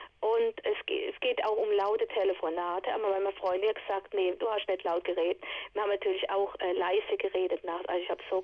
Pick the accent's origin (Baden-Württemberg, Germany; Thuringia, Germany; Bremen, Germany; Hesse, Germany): Hesse, Germany; Viernheim; born there; ich bin auch gebürtige Viernheimerin, bloß wohne ich 2 Jahre hier.